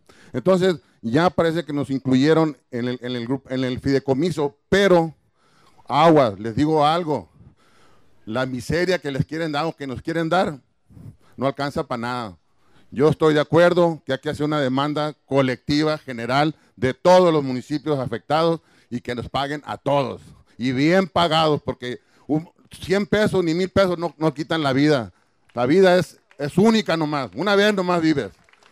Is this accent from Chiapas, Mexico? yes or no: no; Hermosillo, Sonora, Mexico; Vengo de Hermosillo, vivo en Hermosillo, pero tengo 20 años en San José.